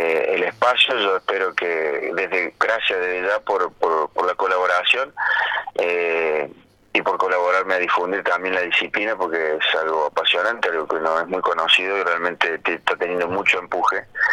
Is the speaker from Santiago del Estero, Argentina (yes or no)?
no; Córdoba, Argentina; porque soy el único de Córdoba